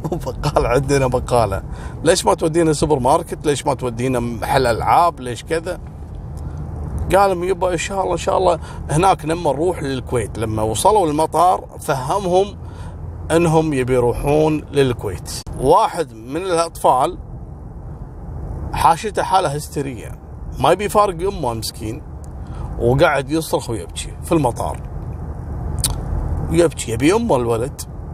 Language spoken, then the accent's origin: Arabic; Kuwait; يا ريت صراحة النظام هذا عندنا في الكويت صراحة